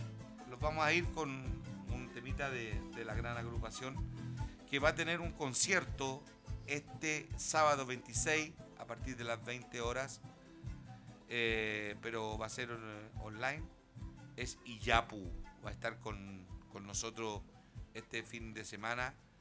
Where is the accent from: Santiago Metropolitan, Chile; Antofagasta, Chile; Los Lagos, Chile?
Santiago Metropolitan, Chile; mi ex población, donde yo nací y me crié y jugué, que es la población Pedro Aguirre Cerda.